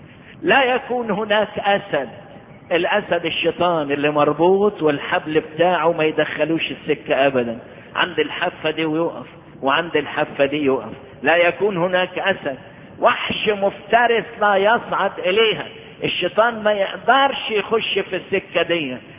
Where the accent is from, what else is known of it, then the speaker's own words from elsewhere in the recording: Egypt; واحنا نشكر ربنا اللي حبى بلدنا مصر